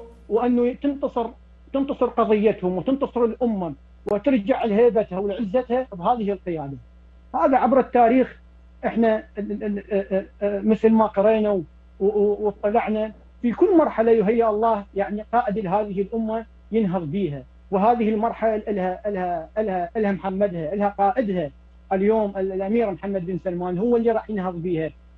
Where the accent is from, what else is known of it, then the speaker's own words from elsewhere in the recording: Iraq; بعد ما حل الصراحة الدمار ببلداننا بالعراق وبسوريا وبلبنان